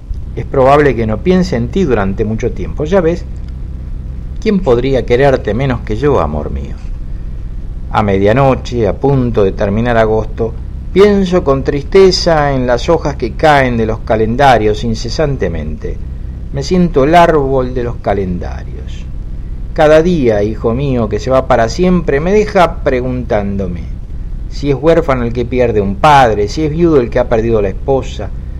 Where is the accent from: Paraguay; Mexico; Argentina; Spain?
Argentina; Se nota que soy argentino, se nota.